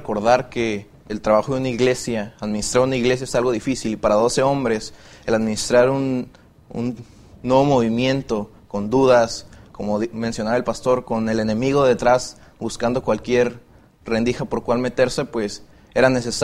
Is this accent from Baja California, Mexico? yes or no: yes; Tijuana, Baja California, Mexico; soy estudiante primero en teología y soy de Tijuana, Baja California.